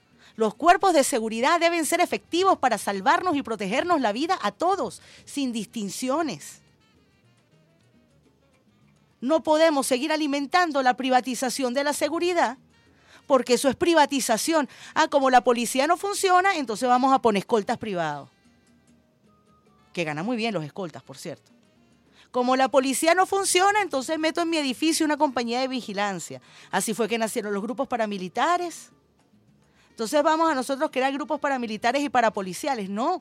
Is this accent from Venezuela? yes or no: yes; Venezuela; como periodista, como venezolana